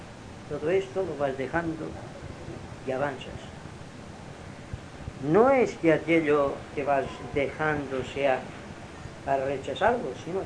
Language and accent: Spanish; Inca, Balearic Islands, Spain; les dije que yo soy de Inca